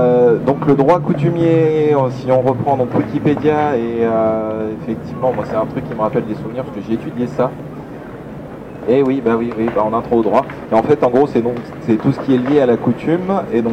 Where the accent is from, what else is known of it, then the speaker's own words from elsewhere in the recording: Brittany, France; tu me files le micro parce que je suis breton, forcément je vais savoir.